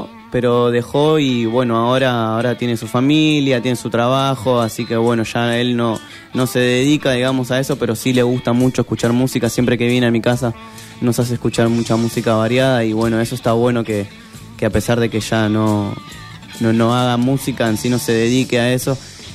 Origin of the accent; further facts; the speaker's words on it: Berazategui, Buenos Aires Province, Argentina; Bueno, yo tengo 23 años, soy de Berazategui.